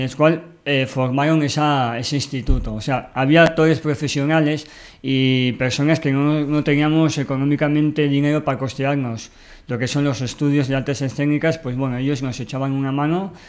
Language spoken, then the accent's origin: Spanish; Berriozar, Navarre, Spain; soy de aquí de Berriozar